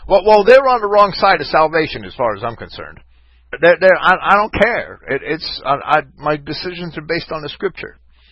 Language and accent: English; United States; It'd be like I'm an American, right? If I went to Germany and learned German and tried to write in German, my American colloquialisms are going to come with me.